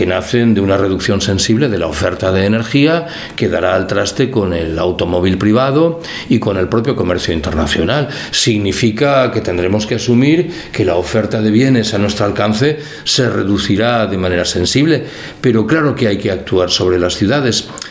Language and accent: Spanish; Galicia, Spain; Yo soy gallego y creo que esto sucede espontáneamente en las ciudades gallegas.